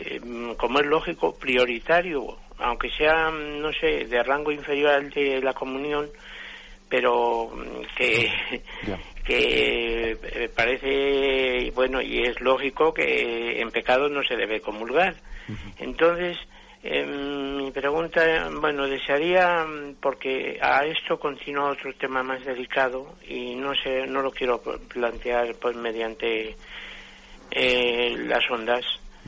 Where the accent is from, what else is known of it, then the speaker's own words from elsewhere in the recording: Madrid, Community of Madrid, Spain; yo soy de Madrid, mire, luego le digo el motivo.